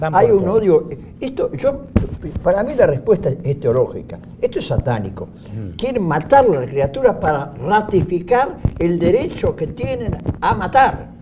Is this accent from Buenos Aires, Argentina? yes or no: yes; Buenos Aires, Argentina; Nosotros que somos porteños del barrio de Freud, somos argentinos